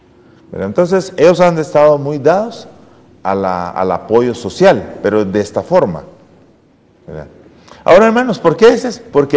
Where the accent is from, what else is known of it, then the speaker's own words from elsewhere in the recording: Guatemala; yo soy chapín, hermanos, ¿verdad? ¿Ya? Yo soy chapín.